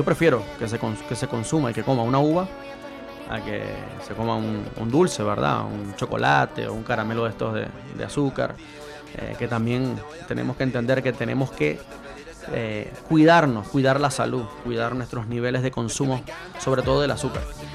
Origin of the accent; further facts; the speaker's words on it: Venezuela; now in Chile; Recuerdo cuando estaba en mi país que comerse una manzana era un lujo, porque era una manzana importada. Y no era importada de cualquier lugar, sino que era importada de aquí de Chile.